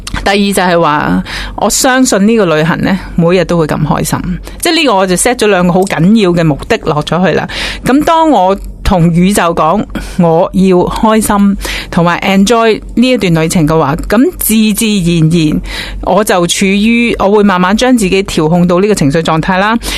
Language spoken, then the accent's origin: Cantonese; Hong Kong; 其实我哋作为香港人啦，或者我哋生于斯长于斯咧，其实我哋都系连结咗香港呢一个能量地带啦，呢个龙脉啦，即系本土人啦